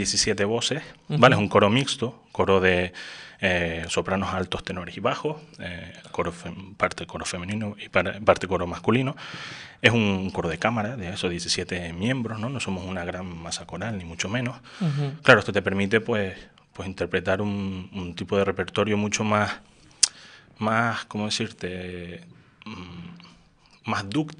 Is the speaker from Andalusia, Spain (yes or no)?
no; Canary Islands, Spain; moved away as an adult; Yo soy de Lanzarote, desde que estando en el instituto allí, yo cantaba en coros allí y demás. Me vine a la universidad